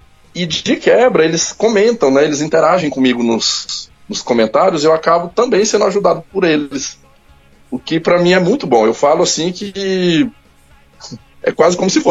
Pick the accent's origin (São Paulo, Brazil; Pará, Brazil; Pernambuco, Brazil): Pará, Brazil; born there; Eu sou nortista, mas sou descendente de nordestino. Minha família toda é nordestina. Eu sou paraense porque nasci no Pará. Mas as raízes, né, familiar, toda nordestina, do Maranhão. Então é normal esse meu sotaque aí.